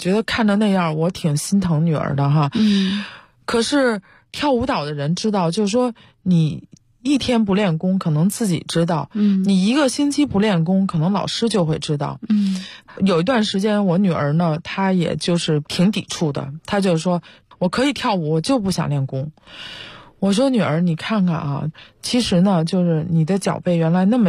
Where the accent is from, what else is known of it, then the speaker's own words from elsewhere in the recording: China; 我们都是从国内长大受国内教育一直以来哈，